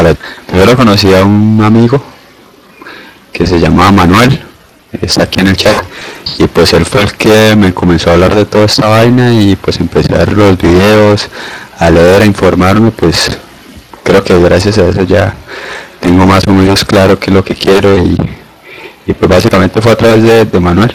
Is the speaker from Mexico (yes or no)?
no; San Gil, Santander, Colombia; Sí, soy de San Gil.